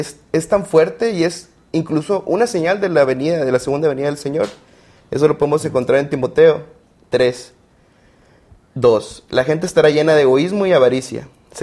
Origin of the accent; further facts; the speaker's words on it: Villahermosa, Tabasco, Mexico; Yo soy ingeniero industrial, egresado de la Universidad de Montemorelos. Soy de Villahermosa, Tabasco, y laboro actualmente aquí en Montemorelos como ingeniero en calidad en la empresa Mars Montemorelos.